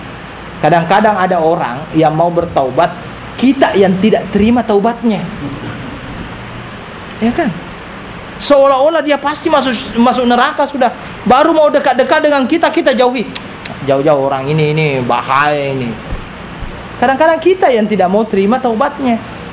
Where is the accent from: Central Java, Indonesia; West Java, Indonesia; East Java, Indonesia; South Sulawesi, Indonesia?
South Sulawesi, Indonesia; Jadi di daerah saya itu ada satu pulau, namanya pulau Kodingare, di tempat di dekat-dekat dengan kampung saya lah.